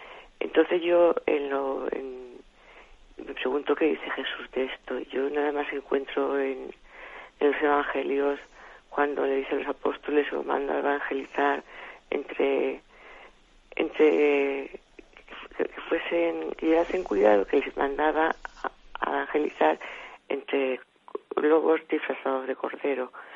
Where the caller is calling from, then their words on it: Alicante, Valencian Community, Spain; de Alicante.